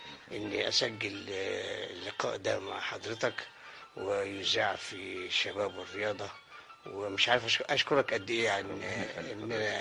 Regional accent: Cairo, Cairo Governorate, Egypt; من مواليد القاهره ومن حي باب الشعريه، والحي ده ليه دخل كبير جدا في تكويني، حتى في تكوين الفن يعني، لانه يعني عاوز اقول انه حي شعبي

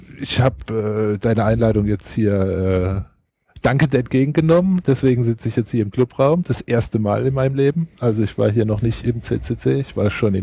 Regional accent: Rhineland-Palatinate, Germany; Also ich bin kein Badener, sondern Pfälzer.

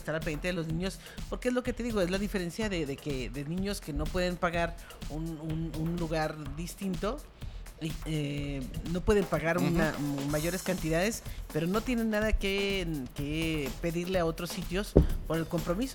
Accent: Mexico; los que ganamos somos los mexicanos.

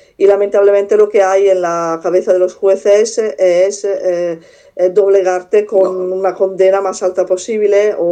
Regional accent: Italy; Spanish is a second language; Yo como italiana y habiendo tenido también experiencia a nivel represivo

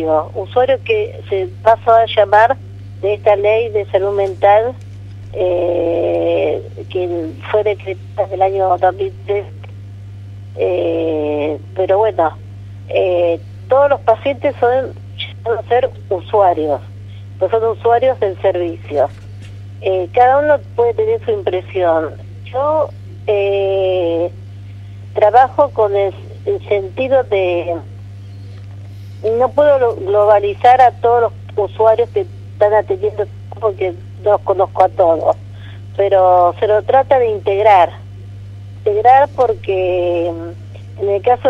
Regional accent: José León Suárez, Buenos Aires Province, Argentina; born there; now in Los Toldos, Argentina; no vivo acá en Los Toldos. Yo soy nacida en el Gran Buenos Aires, José Ron Suárez

